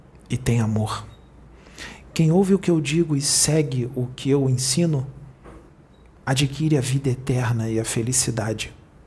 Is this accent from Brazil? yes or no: yes; Rio de Janeiro, Brazil; Eu não fui até onde ele está, porque eu sou do Rio e ele é de Porto Alegre.